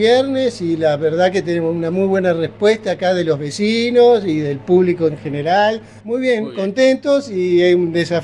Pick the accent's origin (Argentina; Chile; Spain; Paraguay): Argentina; Buenos Aires; born there; Nacido en Argentina. Yo en Buenos Aires